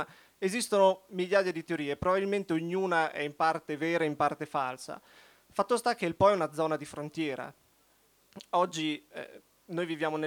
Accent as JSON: {"language": "Italian", "town": "Rimini", "region": "Emilia-Romagna", "country": "Italy", "said": "Noi veniamo da Rimini, quindi poteva essere quasi un moscone, esatto."}